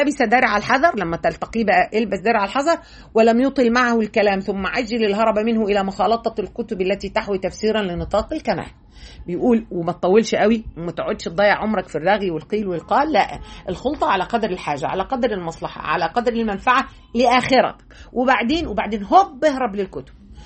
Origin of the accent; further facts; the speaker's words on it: Egypt; زي ما احنا بنقول كمصريين